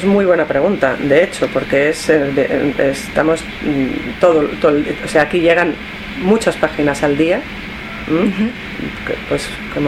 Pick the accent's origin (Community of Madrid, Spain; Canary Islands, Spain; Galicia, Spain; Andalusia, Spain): Community of Madrid, Spain; Madrid; llegué en 1993. Soy de España, de Madrid. Estudié en la Universidad Complutense cuando las carreras de traducción no existían